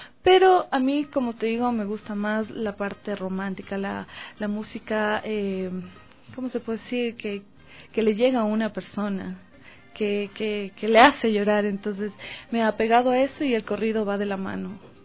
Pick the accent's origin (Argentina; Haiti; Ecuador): Ecuador; Quito, Pichincha; es una hermosa ecuatoriana, quiteñita 100%.